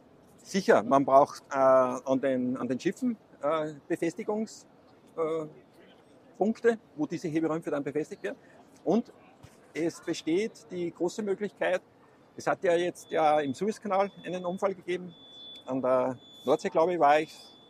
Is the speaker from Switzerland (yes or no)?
no; Austria; weil ich komme ja aus Österreich